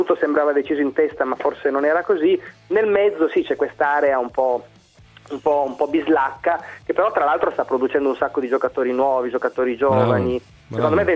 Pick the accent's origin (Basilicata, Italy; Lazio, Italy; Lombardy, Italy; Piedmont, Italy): Piedmont, Italy; Turin; Ma io sono un torinese rosicone